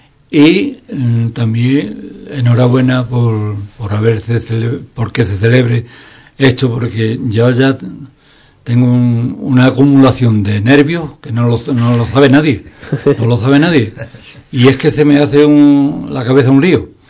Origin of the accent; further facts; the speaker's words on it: Andalusia, Spain; que digamos que somos andaluces y que el flamenco es una parte que nos corresponde a nosotros